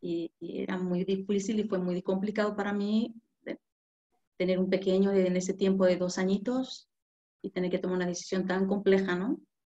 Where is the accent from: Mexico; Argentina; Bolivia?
Mexico; now in Spain; siempre he pensado que España me ha enseñado mucho. México me ha dado mucho. Amo mi tierra, amo mi país, amo mi familia.